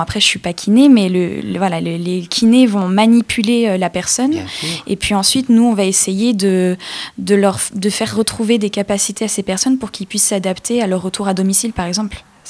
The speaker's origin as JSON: {"language": "French", "town": "Orléans", "region": "Centre-Val de Loire", "country": "France", "said": "Moi, par exemple, je viens de Orléans."}